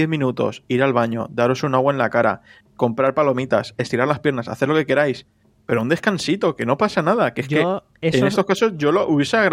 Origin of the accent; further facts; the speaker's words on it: Spain; para los que somos de España